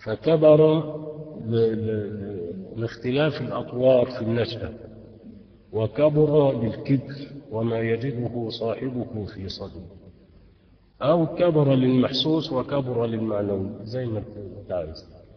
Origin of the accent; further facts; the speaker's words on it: Faiyum, Faiyum Governorate, Egypt; وعندنا في الفيوم نقول لها سك يعني انصرف